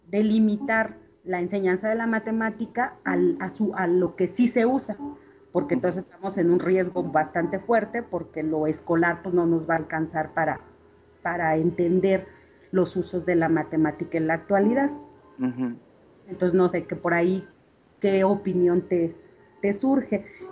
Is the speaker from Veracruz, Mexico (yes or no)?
no; Zacatecas, Mexico; soy de Zacatecas.